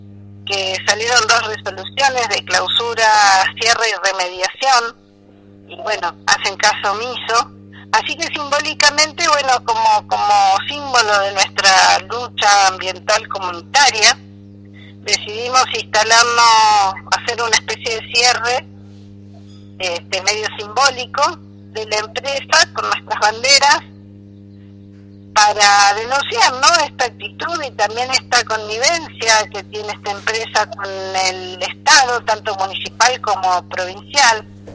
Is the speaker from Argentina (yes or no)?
yes; Chubut, Argentina; born there; Nací en Javier, más o menos, medio en línea recta con el Maitén, unos 20, 30 kilómetros en línea recta. Estamos en la Asamblea de Vecinos de Puyén